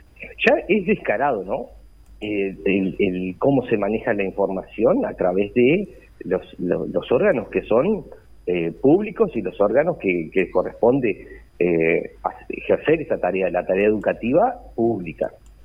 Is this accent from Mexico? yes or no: no; Uruguay; como tantos uruguayos y como tantos compañeros de ese momento que tuvimos que salir a buscar el camino